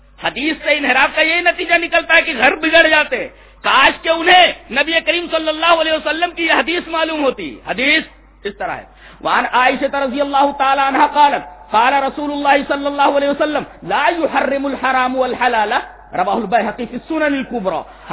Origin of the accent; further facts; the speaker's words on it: India; میں ہندوستانی ہوں اور الحمدللہ ہم ہندوستانی ہیں, فخر سے کہو کہ ہم ہندوستانی ہیں.